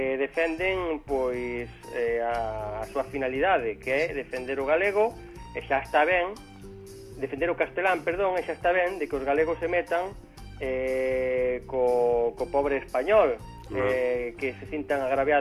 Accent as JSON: {"language": "Galician", "region": "Galicia", "country": "Spain", "said": "Somos gandeiros e somos galegos."}